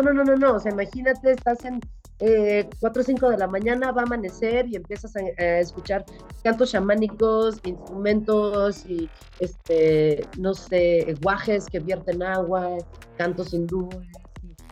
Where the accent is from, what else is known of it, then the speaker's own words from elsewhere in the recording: Mexico City, Mexico; de Ciudad de México.